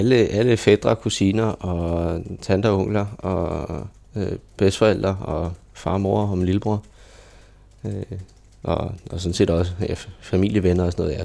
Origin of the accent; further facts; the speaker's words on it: Køge, Zealand, Denmark; Jeg er født og opvokset i Køge, og jeg har gået på to forskellige folkeskoler.